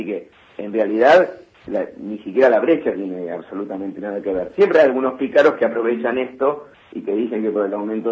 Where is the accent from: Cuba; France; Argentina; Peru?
Argentina; vos viste cómo somos los argentinos.